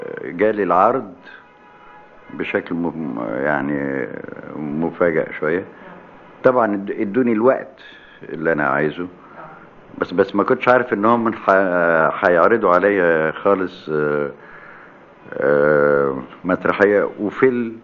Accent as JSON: {"language": "Arabic", "town": "Alexandria", "region": "Alexandria Governorate", "country": "Egypt", "said": "وانا واد اسكندراني بحكي على نفسي."}